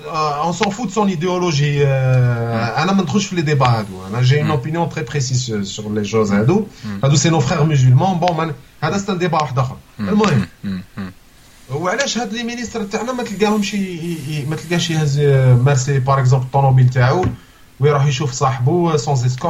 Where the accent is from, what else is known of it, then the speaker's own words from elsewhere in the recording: Algeria; Tu m'as rappelé en tant qu'Algérien